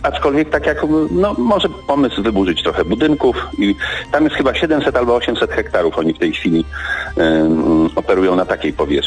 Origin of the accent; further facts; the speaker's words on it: Warsaw, Masovian Voivodeship, Poland; bo ja jestem mieszkańcem, tu się urodziłem na Okęciu w zasadzie i tu mieszkam przez kilkadziesiąt lat